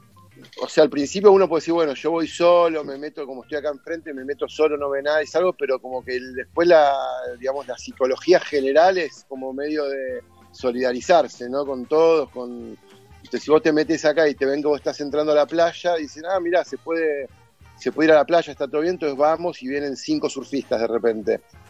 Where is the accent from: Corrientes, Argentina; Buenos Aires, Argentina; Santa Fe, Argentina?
Buenos Aires, Argentina; moved away as an adult; yo soy nacido y criado en Buenos Aires y me fui grande, fui como a los 25.